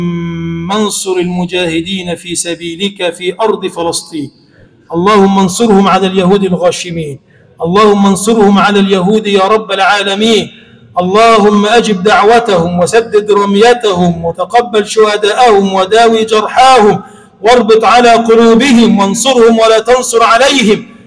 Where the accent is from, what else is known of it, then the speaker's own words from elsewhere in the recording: Egypt; اللهم اجعل بلدنا مصر بلدا آمنا مطمئنا